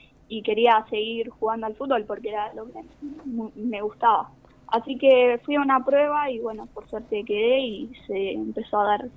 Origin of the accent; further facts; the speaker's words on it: Maipú, Buenos Aires Province, Argentina; moved away as an adult; now in Mar del Plata, Argentina; Yo llegué acá a Mar del Plata en el año 2019. Venía de Maipú. Siempre tenés que salir del pueblo para estudiar una carrera, porque en el pueblo hay muy pocas.